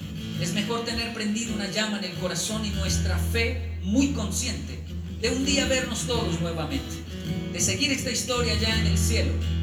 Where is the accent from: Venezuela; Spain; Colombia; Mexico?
Colombia; una frase con la cual yo crecí y me amenazaron en Colombia.